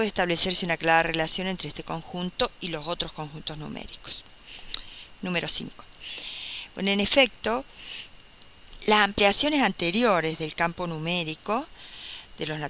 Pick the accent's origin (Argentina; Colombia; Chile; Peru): Argentina; Río Cuarto, Córdoba; de Argentina, de la ciudad de Río Cuarto.